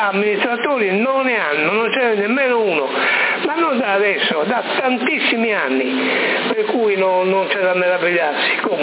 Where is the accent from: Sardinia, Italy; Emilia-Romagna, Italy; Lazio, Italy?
Sardinia, Italy; Sassari; io sono nato a Sassari, cresciuto e pasciuto sempre a Sassari, per cui ho la certa età